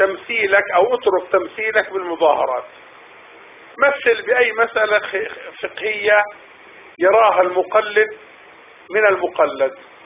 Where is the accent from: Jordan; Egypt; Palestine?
Palestine; على الأقل نحن الآن من أهل الأرض وفلسطين، نحن لسنا من أهل مصر